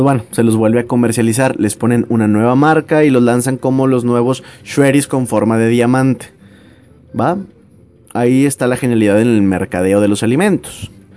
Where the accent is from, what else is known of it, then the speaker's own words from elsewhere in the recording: Nuevo León, Mexico; accent: norteño; soy norteño, tengo como unas 6 generaciones atrás de mí también de aquí de Nuevo León.